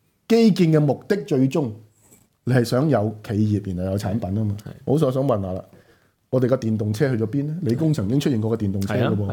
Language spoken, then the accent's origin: Cantonese; Hong Kong; 你當我哋香港人傻噶而家？